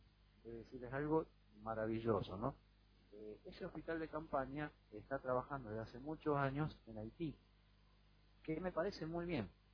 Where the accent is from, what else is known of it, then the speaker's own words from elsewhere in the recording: Argentina; Como no tenemos dos, y yo soy argentino, hubiese preferido de que ese hospital esté atendiendo